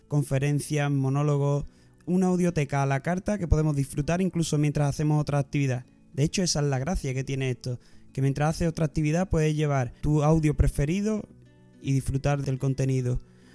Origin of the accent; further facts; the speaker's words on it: La Luisiana, Andalusia, Spain; also born or lived in Seville / Balearic Islands / Canary Islands; Sevillano de nacimiento, crecí en un pequeño pueblo que se llama La Luisiana.